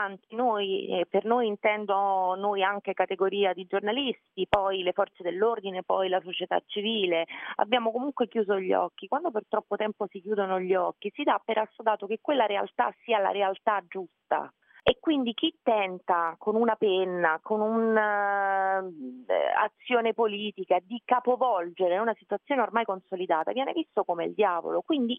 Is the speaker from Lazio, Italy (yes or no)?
yes; Ostia, Lazio, Italy; io sono nata e cresciuta peraltro a Ostia